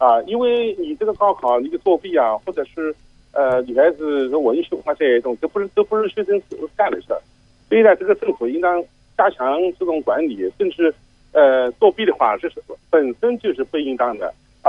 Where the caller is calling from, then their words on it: Hong Kong; 我是来自于香港啊。